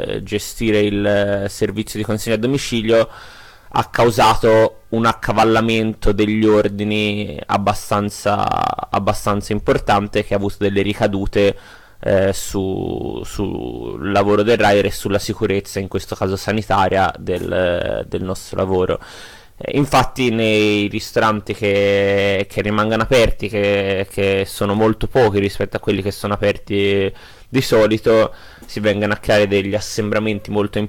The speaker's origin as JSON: {"language": "Italian", "town": "Florence", "region": "Tuscany", "country": "Italy", "moved": "yes", "lives_now": "Turin, Italy", "said": "vivo a Torino, ma come forse potete sentire anche dal mio accento, sono un emigrato fiorentino. E vivo qui da qualche mese"}